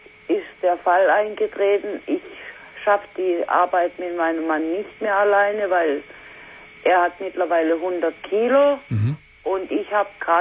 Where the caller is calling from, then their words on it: Hesse, Germany; Wir sind aus Hessen.